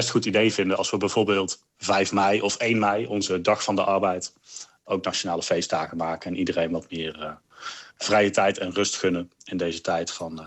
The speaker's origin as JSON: {"language": "Dutch", "region": "North Brabant", "country": "Netherlands", "said": "En als Brabander, voor mij belangrijk, carnaval vrij."}